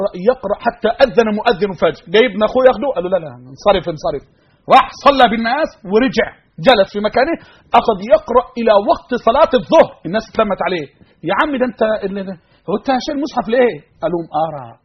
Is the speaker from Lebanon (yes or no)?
no; Egypt; اللهم احفظ بلدنا مصر.